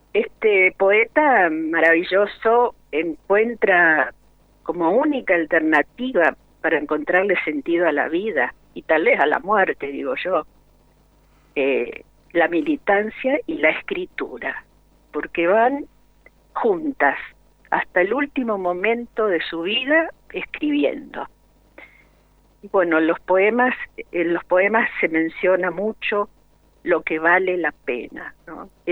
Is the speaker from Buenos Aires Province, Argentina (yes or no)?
no; Rosario, Santa Fe, Argentina; Ustedes saben que soy rosarina.